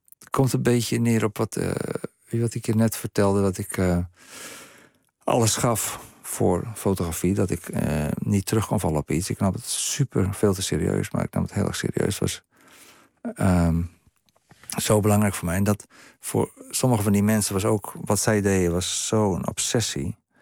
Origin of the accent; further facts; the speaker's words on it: Strijen, South Holland, Netherlands; born there; En die breng ik allemaal naar het dorp terug waar ik geboren ben in Strijen.